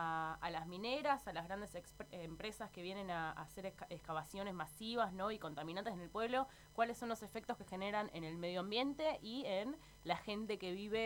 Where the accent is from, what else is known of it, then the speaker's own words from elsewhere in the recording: Argentina; Como argentina, como mujer, como luchadora por los derechos ambientales de nuestro pueblo.